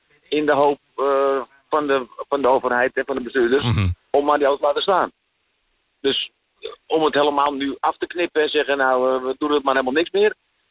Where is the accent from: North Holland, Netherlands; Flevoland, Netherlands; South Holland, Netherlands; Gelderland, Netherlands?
North Holland, Netherlands; Amsterdam; Ik ben Amsterdammer.